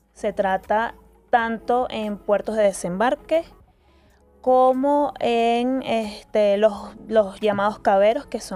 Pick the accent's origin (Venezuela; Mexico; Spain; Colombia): Venezuela; yo soy venezolano, entonces no me muevo hacia